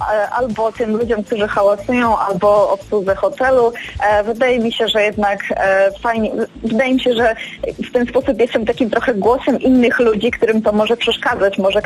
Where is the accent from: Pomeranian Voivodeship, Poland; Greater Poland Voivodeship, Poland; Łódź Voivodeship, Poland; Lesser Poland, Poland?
Lesser Poland, Poland; Kraków; ponieważ ja jestem z Krakowa